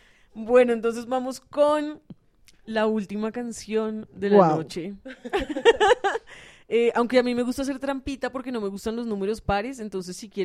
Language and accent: Spanish; Ecuador; es que yo crecí en Ecuador